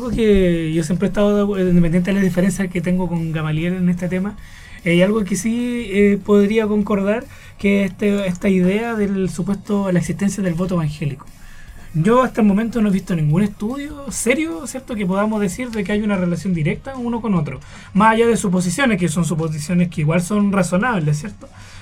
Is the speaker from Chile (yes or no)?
yes; Tomé, Biobío, Chile; yo vengo de Tomé